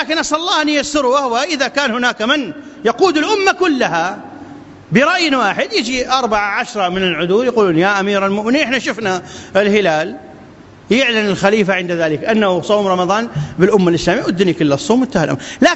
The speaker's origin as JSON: {"language": "Arabic", "country": "Iraq", "said": "أن تبسط الأمن والأمان في بلادنا العراق وبلاد"}